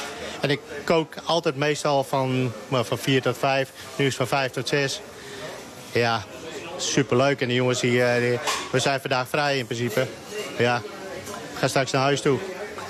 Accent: Heerenveen, Friesland, Netherlands; Ik ben een Fries. Kom uit Heerenveen, waar de mooiste voetbalclub vandaan komt.

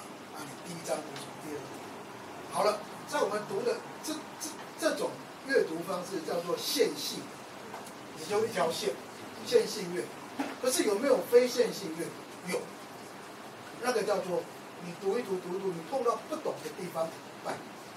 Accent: Taiwan; 我是土生土长的台湾，我的祖先是在乾隆的时候到台湾来，所以我觉得我是台湾人。我太太是澎湖人，我们家跟北京没有关系。我们家也不听京剧，我们听也听歌仔戏

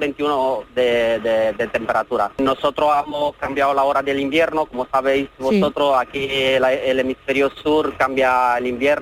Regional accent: Romania; Spanish is a second language; also born or lived in Almería, Spain; now in Spain; Mi pasaporte es de Rumanía, que soy rumano, pero bueno, como he dicho, he sido residente en España, soy residente en España.

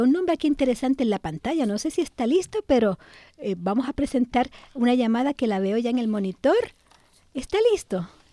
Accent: Mexico; A veces los niños se creen que si somos mexicanos sabemos todo sobre Diego Rivera y Frida Kahlo

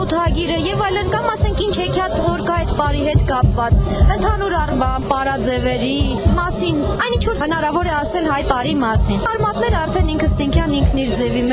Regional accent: Nagorno-Karabakh, Azerbaijan; Արցախն իմ տունն է, ես արցախցի եմ, ես հայ եմ, իմ հայրենիքը Երևանը չէ, իմ հայրենիքը Ստեփանակերտը չէ, իմ հայրենիքը համայն հայոց աշխարհն է։

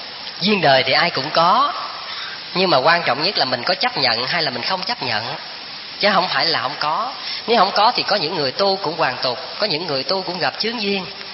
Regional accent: Vĩnh Long, Vietnam; Các vị biết quê tôi ở Vĩnh Long, xuất thân từ tổ đình Phước Hậu, là cái chùa của sư cụ Khánh Anh ngày xưa đó.

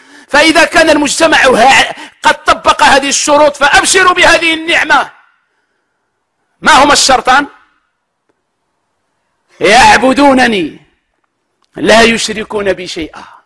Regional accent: Morocco

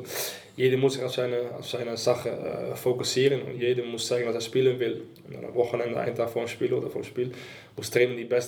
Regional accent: Suriname; German is a second language; now in Wolfsburg, Germany; Ich komme aus Suriname, Südamerika, aus einem Land neben Brasilien.

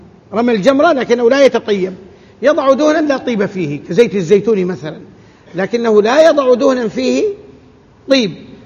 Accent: Hejaz, Saudi Arabia; عندنا في الحجاز كل نخلة يضعون حولها حفرة

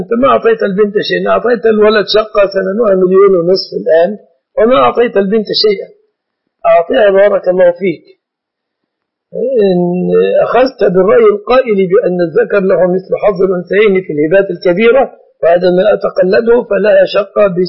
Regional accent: Egypt; فالناس درجوا في بلادنا مصر على أن يعلقوا الطلاق للتهديد

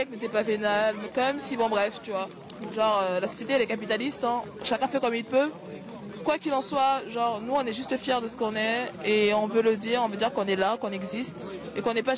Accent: Cameroon; moi, je suis camerounaise. Et dans mon pays, les homos, en fait, ils vont en prison.

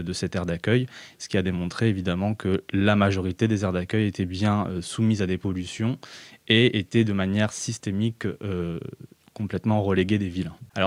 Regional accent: Paris, Île-de-France, France; j'ai 30 ans, je suis juriste, je travaille dans le sud de la France et j'ai grandi principalement à Paris dans une famille de voyageurs, de gens du voyage comme on dit.

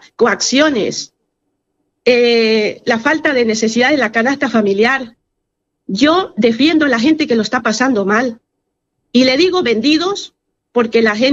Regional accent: Bolivia; Esto a mí, como boliviana, y a todos los bolivianos, somos conscientes de lo que está viviendo Bolivia.

